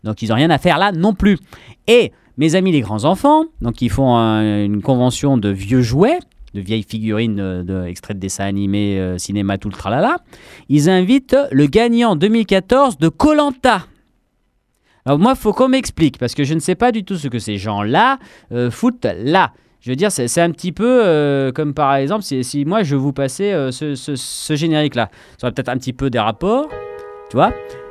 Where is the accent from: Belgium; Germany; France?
France; Clermont-Ferrand, Auvergne-Rhône-Alpes; à Clermont, puisque nous sommes de Clermont, eh oui.